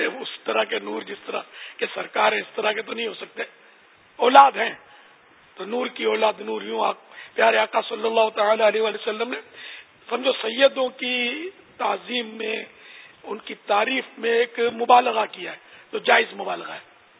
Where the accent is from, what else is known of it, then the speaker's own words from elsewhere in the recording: Karachi, Sindh, Pakistan; born there; پھر سن 50 میں میری باب المدینہ کراچی میں پیدائش ہوئی الحمدللہ تو یوں میں تو یہ کہا کرتا ہوں کہ میں تو اصلاً نسلاً پاکستانی ہوں